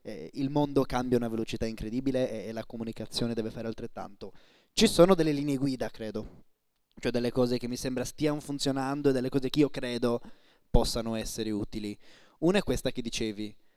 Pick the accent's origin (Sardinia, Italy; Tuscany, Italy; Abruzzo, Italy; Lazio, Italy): Sardinia, Italy; io sono sardo, studio a Bologna ma sono sardo